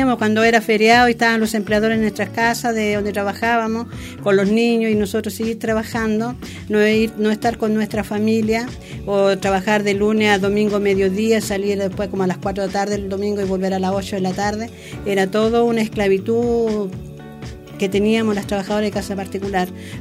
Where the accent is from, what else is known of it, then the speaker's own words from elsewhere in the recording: Santiago, Santiago Metropolitan, Chile; now in Osorno, Chile; porque yo vengo de Santiago, no voy a ganar lo mismo que se gana en el sur.